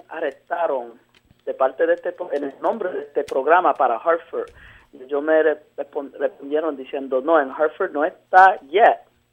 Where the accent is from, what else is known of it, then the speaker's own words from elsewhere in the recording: Puerto Rico; Yo soy puertorriqueño.